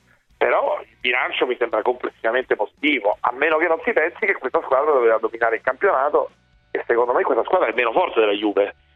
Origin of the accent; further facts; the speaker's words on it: Naples, Campania, Italy; Io sono napoletano, tifosissimo del Napoli